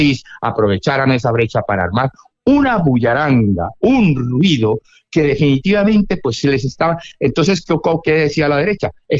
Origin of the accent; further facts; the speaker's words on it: Cali, Valle del Cauca, Colombia; tú que eres colombiano y costeño, como yo soy caleño, en Colombia